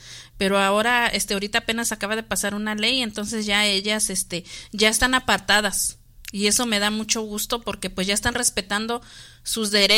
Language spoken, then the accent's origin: Spanish; Mexico; Sí, pues también en México, yo soy de México y también eso existía